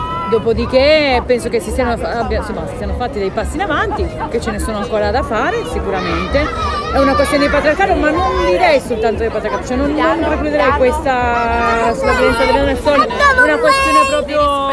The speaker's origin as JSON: {"language": "Italian", "town": "Rome", "region": "Lazio", "country": "Italy"}